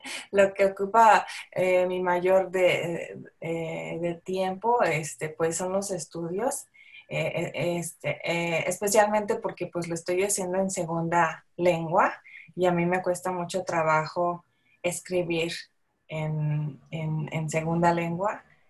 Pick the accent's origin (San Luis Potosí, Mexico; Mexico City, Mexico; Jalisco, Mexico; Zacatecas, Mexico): San Luis Potosí, Mexico; porque yo soy de San Luis Potosí, cuando estaba estudiando ahí en la universidad